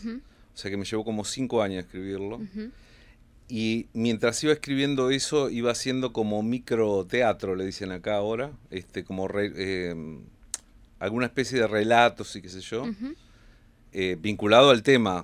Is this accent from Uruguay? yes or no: yes; Uruguay; now in Buenos Aires, Argentina; me fui en el año 74. Ajá. Uh-huh. En el golpe, un tiempo después del golpe de Estado, uh-huh, y volví en el año 89, estuve un año, uh-huh, y me volví para Buenos Aires.